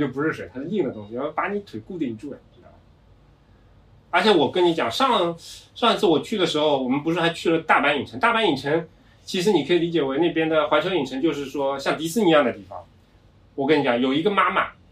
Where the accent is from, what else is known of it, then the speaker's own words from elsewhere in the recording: China; 但是我们中国人发 ri 啊 ra 啊，它基本上都没有什么问题了，对吧？